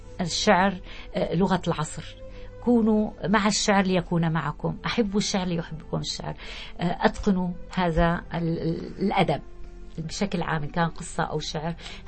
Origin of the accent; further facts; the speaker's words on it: Syria; فأنا كسورية لي الفخر أن أقول أنا سورية بكل المحافل الدولية